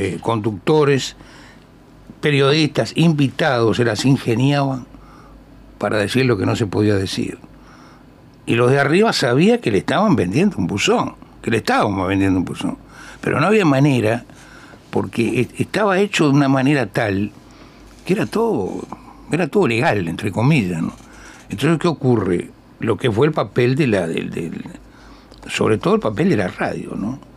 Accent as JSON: {"language": "Spanish", "region": "Montevideo", "country": "Uruguay", "tie": "born or raised there", "said": "yo me crié en un barrio como todos. En el caso mío, yo soy del Gurullú, de la Ciudad Vieja. Criado en el buceo. Y después me fui a vivir a Palermo."}